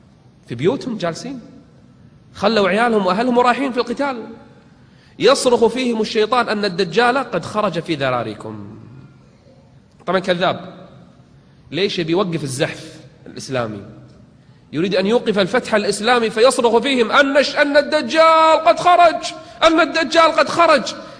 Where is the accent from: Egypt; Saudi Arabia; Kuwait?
Kuwait; احنا عندنا بالكويت